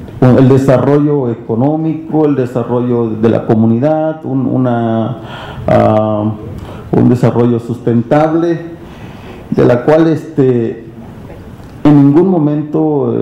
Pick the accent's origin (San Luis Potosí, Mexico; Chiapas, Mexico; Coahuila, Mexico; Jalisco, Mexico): Chiapas, Mexico; Chicomucelo; Soy originario de Chicomucelo, Chiapas.